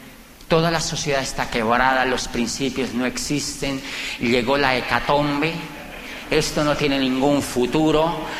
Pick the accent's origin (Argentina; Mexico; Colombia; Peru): Colombia; Y yo le dije, yo vengo de Colombia.